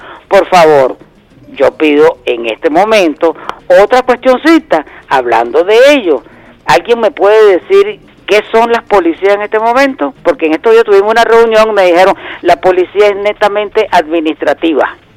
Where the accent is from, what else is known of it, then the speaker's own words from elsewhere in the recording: Venezuela; Digo nosotros como pueblo, digo nosotros como venezolanos, digo nosotros como el país entero